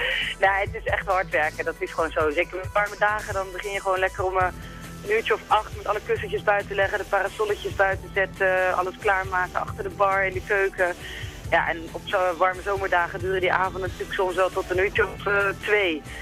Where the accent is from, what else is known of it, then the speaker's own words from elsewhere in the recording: Schipluiden, South Holland, Netherlands; Ik kom zelf uit Schipluiden.